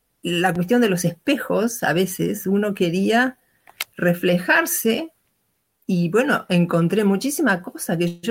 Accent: Uruguay; born there; also born or lived in São Paulo; nací en Uruguay, como dijeron, pero viví 32 años en San Pablo. Y por casualidad, ahora estoy otra vez en Uruguay, no por casualidad, por la pandemia. Vine a visitar a mis padres y la pandemia me agarró, no me dejó volver.

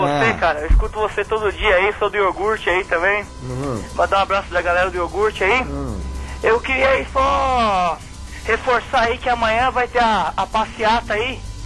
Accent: São Paulo, Brazil; Não, eu sou de São Paulo.

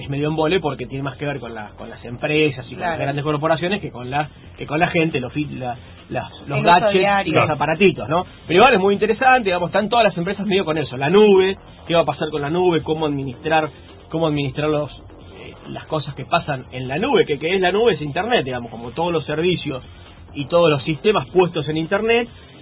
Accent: Argentina; porque en mi país

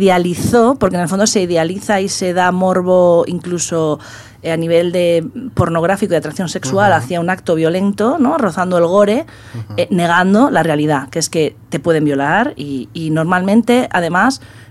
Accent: Cantabria, Spain; yo soy de Cantabria, entonces, bueno, nos movíamos por por pueblos y hacías autostop

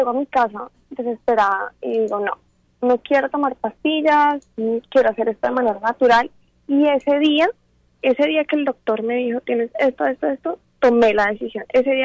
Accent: Colombia; Fue un año exactamente en Estados Unidos. Yo soy de Colombia. Al regresar a Colombia

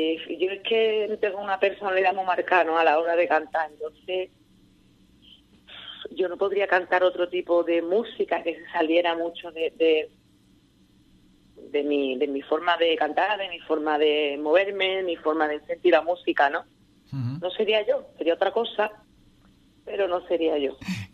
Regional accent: Seville, Andalusia, Spain; Yo soy de Palmete, de un barrio obrero muy humilde de Sevilla, que cada uno vivía en su casita

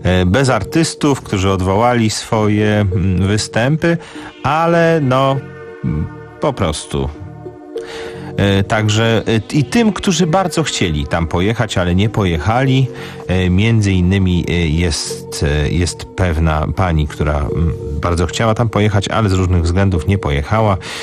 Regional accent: Warsaw, Masovian Voivodeship, Poland; urodziłem się koło torów kolejowych, spędziłem dzieciństwo na warszawskiej Woli i tam są tory kolejowe prowadzące

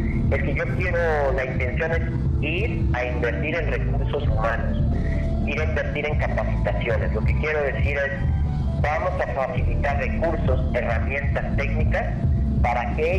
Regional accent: Mexico; eso es lo que tenemos que ejercitar como mexicanos, ¿no?

